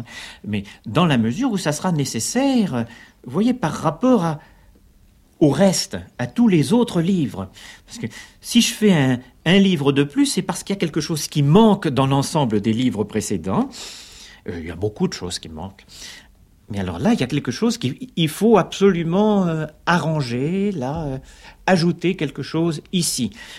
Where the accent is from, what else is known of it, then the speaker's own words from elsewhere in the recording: Paris, Île-de-France, France; also born or lived in Lille; Mais voilà, je suis né dans le Nord, Mais c'est en effet par accident, et j'ai quitté le nord, c'est-à-dire très précisément la banlieue de Lille, quand j'avais l'âge de 3 ans pour venir à Paris. C'est-à-dire je suis un Parisien caractéristique.